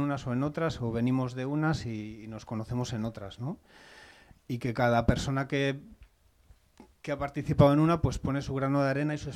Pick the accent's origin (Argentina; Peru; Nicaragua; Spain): Spain; Cantabria; Yo soy de Cantabria y llevaba viviendo aquí, bueno, yo qué sé, soy de aquí de toda la vida